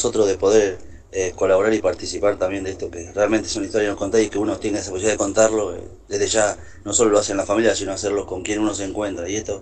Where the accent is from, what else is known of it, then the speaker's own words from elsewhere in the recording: San Vicente, Buenos Aires Province, Argentina; Somos de San Vicente, zona sur.